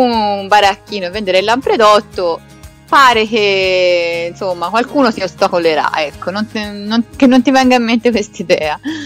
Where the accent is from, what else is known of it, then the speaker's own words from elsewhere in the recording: Florence, Tuscany, Italy; ti parlo da fiorentina orgogliosa